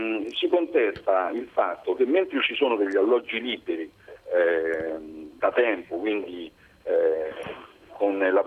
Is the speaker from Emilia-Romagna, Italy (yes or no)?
no; Velletri, Lazio, Italy; sono di Velletri, dove … sono solamente due, non hanno altri parenti.